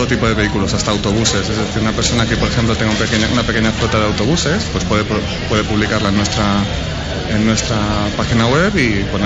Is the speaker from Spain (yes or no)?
yes; Madrid, Community of Madrid, Spain; born there; also born or lived in Washington, United States; Yo soy medio estadounidense, nací en Madrid y viví un tiempo en Washington, en la capital de Estados Unidos.